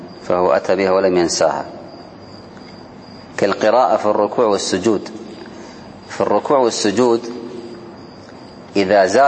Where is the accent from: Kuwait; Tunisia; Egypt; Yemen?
Kuwait; لو كانت صفوف النساء بعض المساجد قليلة عندنا في الكويت خلف المسجد بالضبط